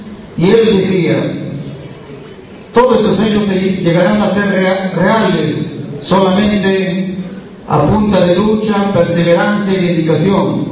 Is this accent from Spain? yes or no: no; Peru; Yo soy peruano